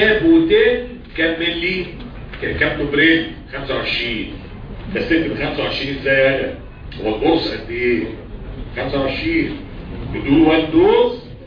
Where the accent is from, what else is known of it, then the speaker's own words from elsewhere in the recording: Egypt; دي عندنا في مصر عادية.